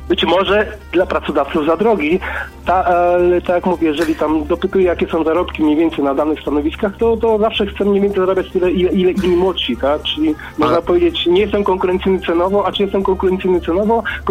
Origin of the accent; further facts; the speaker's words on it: Silesian Voivodeship, Poland; moved away as an adult; jestem grubo po 40, zmieniłem miejsce zamieszkania ze względów rodzinnych, przeniosłem się ze Śląska do Wielkopolski